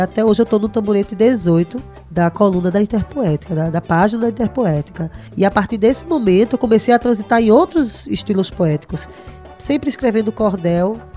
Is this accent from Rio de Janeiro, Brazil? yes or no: no; Recife, Pernambuco, Brazil